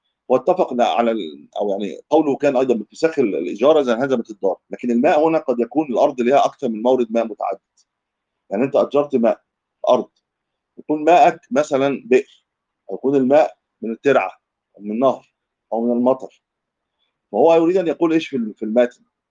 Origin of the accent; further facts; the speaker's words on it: Egypt; دي مش منطقه بطر زي عندنا في مصر، احنا ما بنرويش بالبطر